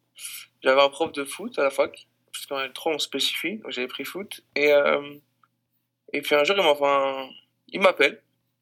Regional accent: France; Mais quand je viens de France, tu sais pas réellement ce que c'est.

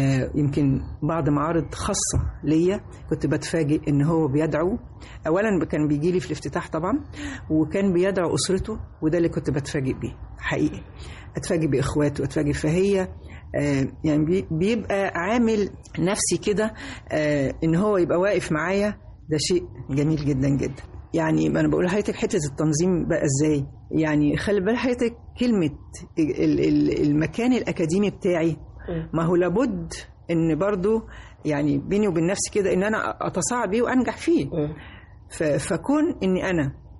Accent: Egypt; أنا مصرية بحتة، يعني مصرية حتى النخاع

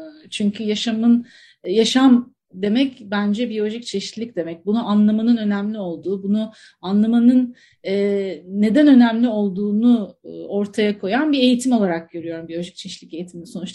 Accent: Antakya, Hatay, Turkey; ben bir dağın yamacında, nehrin kollarında büyüdüm diye tarif ediyorum kendimi Antakyalı olduğum için.

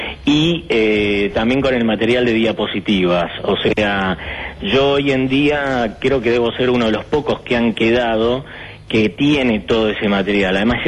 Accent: Uruguay; now in Argentina; yo soy uruguayo, en el año 1976 llego a la Argentina, y ya de chiquito mi obsesión era el cine.

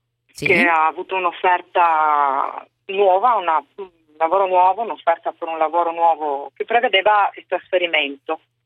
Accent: Trieste, Friuli-Venezia Giulia, Italy; now in Suzhou, China; Allora, io sono triestina, però vivevo in provincia di Gorizia con mio marito, ecco, la famiglia.

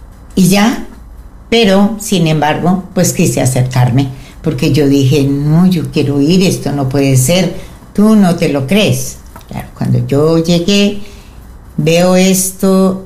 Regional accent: Colombia; como buena colombiana que soy

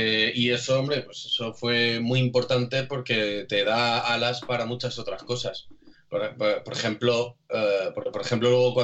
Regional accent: Alcázar de San Juan, Castilla-La Mancha, Spain; un trabajo que partía del Patronato de Cultura local de Alcázar de San Juan, de aquí de mi pueblo.

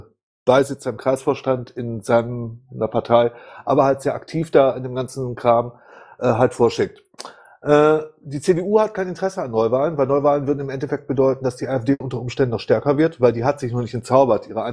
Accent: Baden-Württemberg, Germany; Das könnt ihr vielleicht als Thüringer besser erzählen als ich als Baden-Württemberger.

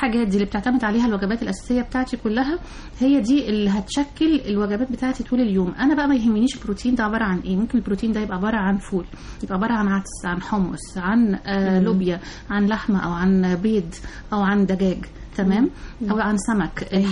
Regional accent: Egypt; مشكلتنا كلنا كمصريين يعني موضوع سمنة البطن دي

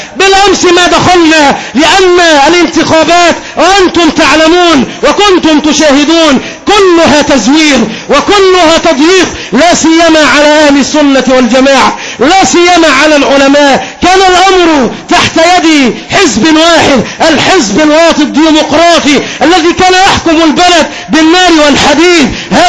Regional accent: Egypt; كمسلم من المسلمين، كمصري من المصريين

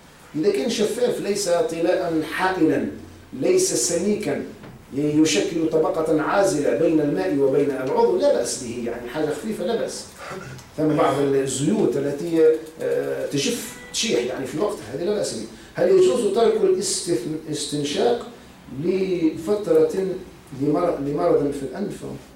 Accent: Tunisia

